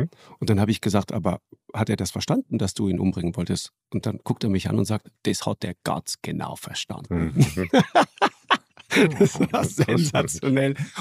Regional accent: Trentino-Alto Adige, Italy; accent: South Tyrolean dialect; now in Hamburg, Germany; Ja, alles Südtiroler.

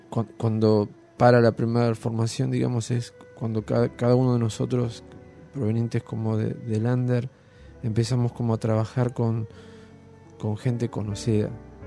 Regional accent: Buenos Aires, Argentina; yo soy de Devoto

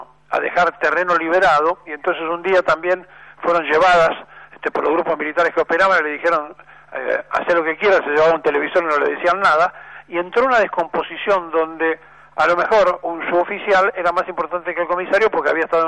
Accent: Argentina; Somos así, los argentinos somos así, así nos va.

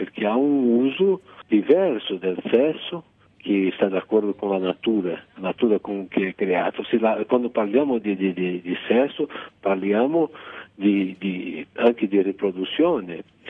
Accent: Rio de Janeiro, Brazil; Italian is a second language; Come già ti ho detto, sono del Rio de Janeiro e lì c'è il carnevale, no?

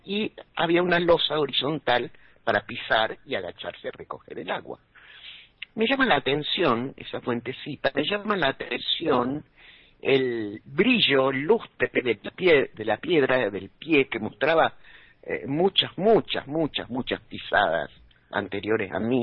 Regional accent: Argentina; fui como una argentina más. Y al llegar a España, al pueblo de mamá

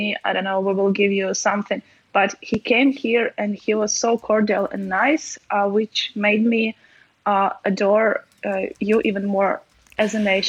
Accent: Ukraine; English is a second language; I will also will go and see my family in my hometown, which is like 200 kilometers from Lviv

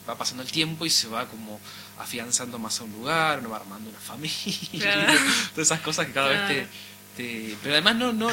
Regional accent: Córdoba, Argentina; No es mi lugar, yo no soy cordobés, soy del sur de Córdoba

